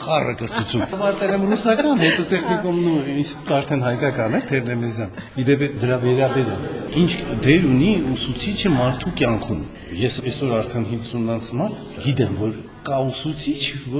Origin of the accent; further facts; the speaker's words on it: Yerevan, Armenia; ես քանի որ ստեղից եմ, ասենք Երևանում եմ ծածում, Երևանն եմ սիրում, ճաշի որ ավելի շատ Երևանցի եմ, ասենք ստեղ չեմ ապրել, միշտ եկել եմ ամռանը երեխա ժամանակից